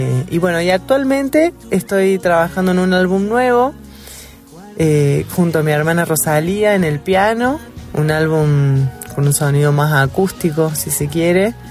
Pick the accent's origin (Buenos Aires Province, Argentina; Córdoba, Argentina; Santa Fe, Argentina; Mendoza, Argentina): Córdoba, Argentina; Río Cuarto; also born or lived in Río Negro; now in Valle de Paravachasca, Argentina; compositora de canciones, actualmente del Valle de Parabachasca. Soy originaria de Río Cuarto, donde me formé como percusionista, habité agrupaciones académicas, también estudié en Río Negro y después viví muchos años en Córdoba